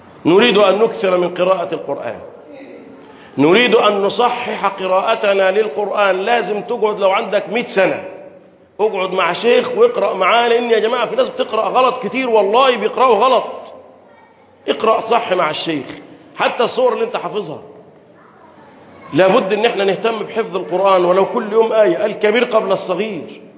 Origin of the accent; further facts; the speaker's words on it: Egypt; بلدنا مصر